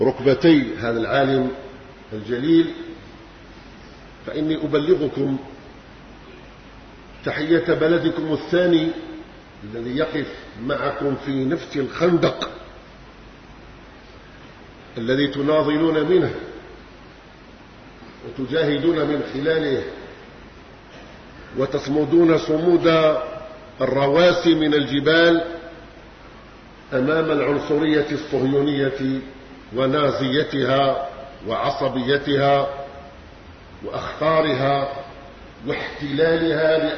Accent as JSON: {"language": "Arabic", "country": "Algeria", "said": "إذ لسورية الحبيبة في قلوبنا نحن أبناء الجزائر مكانة عالية"}